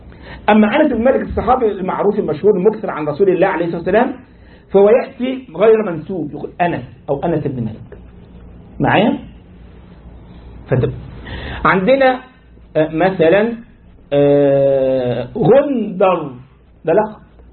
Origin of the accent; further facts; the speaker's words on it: Egypt; انت عارف عندنا في مصر لك ايه؟ تشابه أسماء.